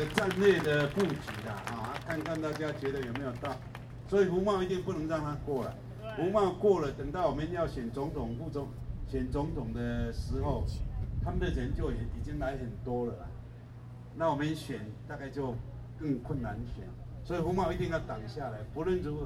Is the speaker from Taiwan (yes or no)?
yes; Taiwan; 因为我们台湾人有一个习惯哦，做避暑的啦